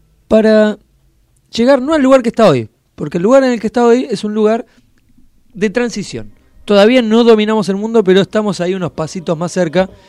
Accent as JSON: {"language": "Spanish", "country": "Argentina", "said": "si somos argentinos, más, si creemos en el poderío"}